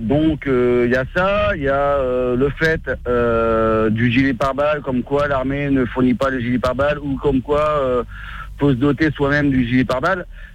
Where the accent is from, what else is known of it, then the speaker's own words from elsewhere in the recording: Sancergues, Centre-Val de Loire, France; Alors moi, à la base, je suis de Sancergue, dans le 18.